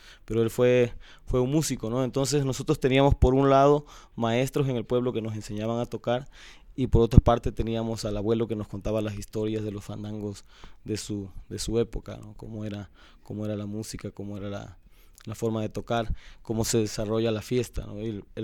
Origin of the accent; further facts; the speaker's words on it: Cosoleacaque, Veracruz, Mexico; born there; cuando viajaron de Juan Rodríguez Clara, que era el pueblo donde él nació, a Cosoleacaque, que fue donde yo nací, cuando migró la familia para allá a trabajar en la industria petrolera